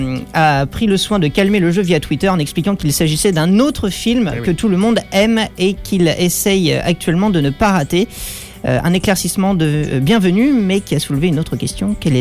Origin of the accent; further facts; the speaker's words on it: France; je suis français, faut que je m'habitue à la culture et tout